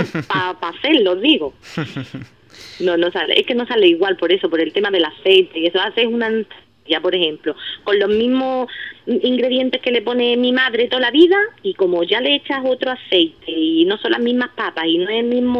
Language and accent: Spanish; Ubrique, Andalusia, Spain; yo todo lo que cocino es lo que yo he cocinado ahí en mi pueblo, en Ubrique.